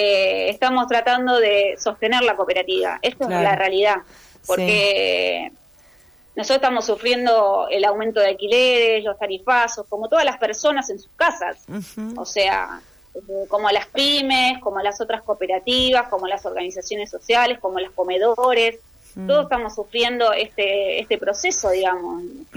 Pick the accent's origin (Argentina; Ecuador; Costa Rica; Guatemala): Argentina; qué escenario dejaría para nosotros como argentinos